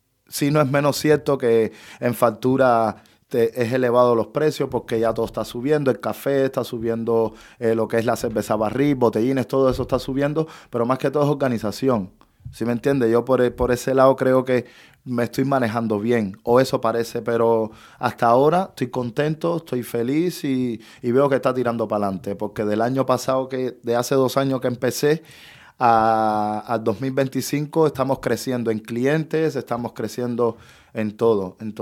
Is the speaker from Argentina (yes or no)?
no; Cuba; moved away; Entonces, cuando salí de Cuba en el 2015, que llegué a Perú, mi primer trabajo fue de hostelería.